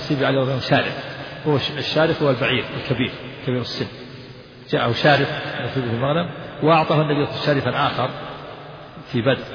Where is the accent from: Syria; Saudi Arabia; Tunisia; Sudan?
Saudi Arabia; Najd; وكان عندنا في نجد يجعل بدل جعل سقف البيوت الخشب